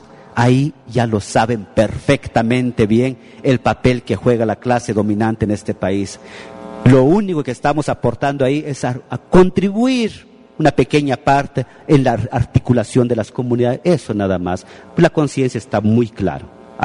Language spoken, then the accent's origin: Spanish; Santa Cruz del Quiché, Quiché, Guatemala; Yo soy de Santa Cruz del Quiché